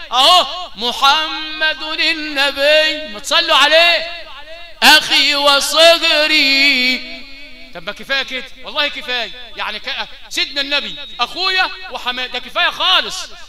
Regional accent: Sharqia Governorate, Egypt; بس لما أحب أتجنعر كده وأتجنزح عندنا في الشرقية أقول لك

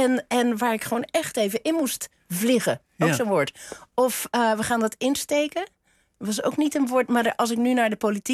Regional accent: Flanders, Belgium; accent: Flemish; Omdat ik uit Vlaamse ouders ben. Wij spraken thuis ook Vlaams en Nederlands.

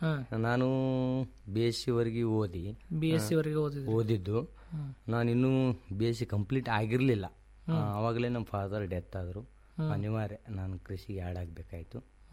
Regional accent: Budihal, Karnataka, India; Sir ನಮ್ದು Sindagi taluk Boodihal PH ಅಂತ ನಮ್ಮೂರು.

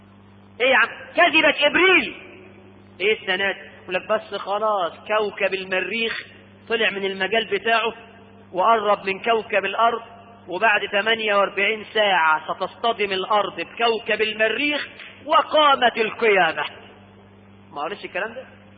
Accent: Egypt; احنا عندنا في مصر ناس بتكذب

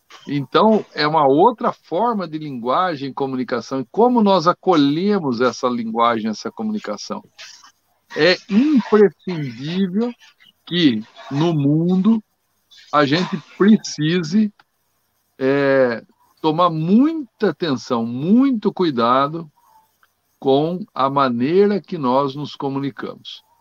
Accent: Brazil; eu digo aqui que você se expressar corretamente no português, no caso nosso aqui, que somos brasileiros, né?

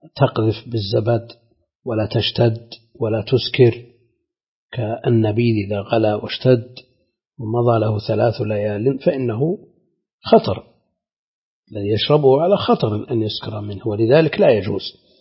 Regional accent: Najd, Saudi Arabia; هذا هو الموجود المتعارف عليه عندنا في نجد، هذا هو المعروف عندنا

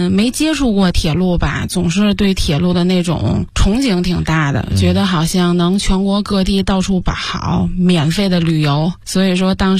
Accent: Tianjin, China; 因为我家是天津的嘛，其实我觉得天津人挺恋家的。我俩从小上学呀、还是干什么的，几乎没离开家里，都没离开我们那个区过。

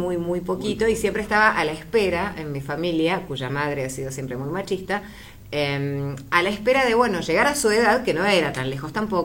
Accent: Villa Elisa, Buenos Aires Province, Argentina; soy de Villa Elisa, media cuadra de Camino Centenario, vivimos siempre costado a esperar el 273.

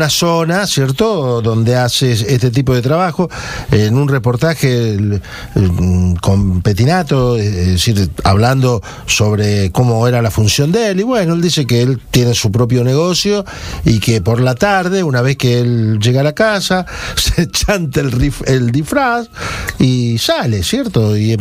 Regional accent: Santa Fe, Argentina; De allí, de mi tierra, de Santa Fe

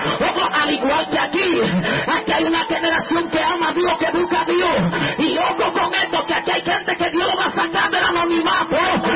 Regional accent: Dominican Republic; Porque nosotros venimos de Dominicana, usted ve los videos. Allá la gente piensa que somos locos

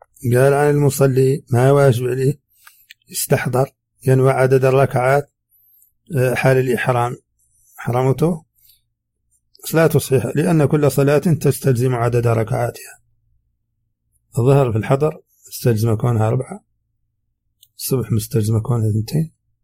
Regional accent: Mauritania; accent: Hassaniya; هذه ترجمة كلمات من لهجتنا الحسانية وردت في هذا الشريط

